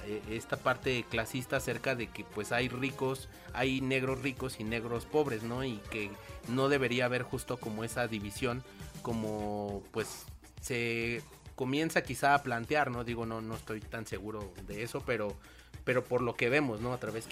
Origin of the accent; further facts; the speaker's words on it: Mexico; como mexicanos, llegamos a perdernos entre esa idea de que pues venimos también de indígenas